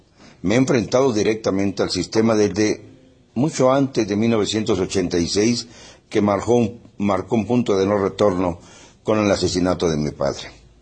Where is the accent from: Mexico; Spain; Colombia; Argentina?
Mexico; Y yo soy mexicano y sigo esas costumbres.